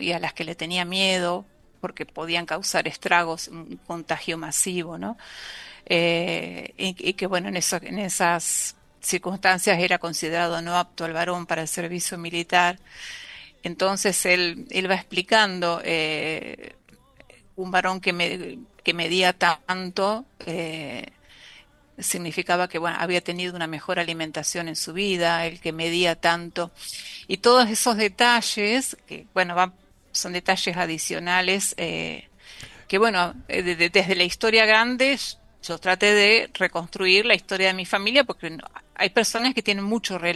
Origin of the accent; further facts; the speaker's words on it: La Pampa, Argentina; born there; donde yo nací, en La Pampa.